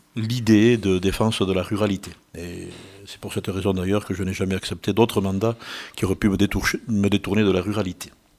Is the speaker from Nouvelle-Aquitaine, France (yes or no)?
yes; Bidache, Nouvelle-Aquitaine, France; je suis de Bidache, donc je fais partie de ces quatre cantons, de l'ancien canton de Bidache, du duché de Bidache